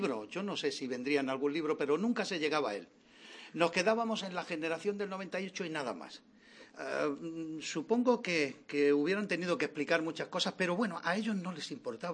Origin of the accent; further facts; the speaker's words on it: Granada, Andalusia, Spain; como se dice en mi tierra, le metieron la peste en un canuto. Yo soy granadino.